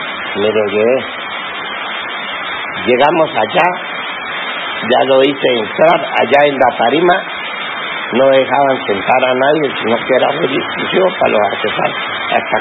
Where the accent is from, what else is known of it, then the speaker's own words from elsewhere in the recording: La Guajira, Colombia; Yo vengo de La Guajira